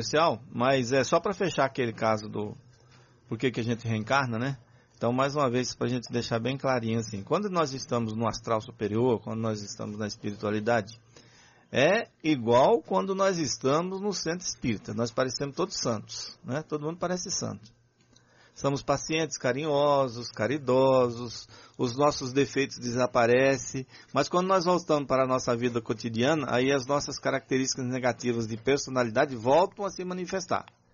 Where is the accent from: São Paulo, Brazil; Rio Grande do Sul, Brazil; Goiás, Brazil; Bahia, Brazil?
Bahia, Brazil; Patamuté; Aí o pessoal dá risada da minha cidade, Patamuté.